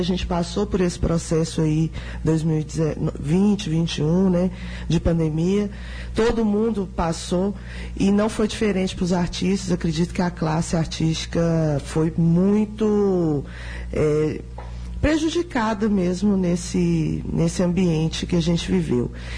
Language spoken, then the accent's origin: Portuguese; Uberlândia, Minas Gerais, Brazil; now in Sete Lagoas, Brazil; Eu sou de Uberlândia.